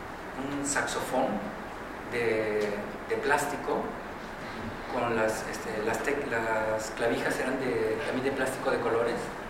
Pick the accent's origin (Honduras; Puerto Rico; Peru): Peru; moved away; En el momento en el cual salimos como grupo de Perú para hacer una gira, y a partir de eso yo me quedo, pues todos nos quedamos en Europa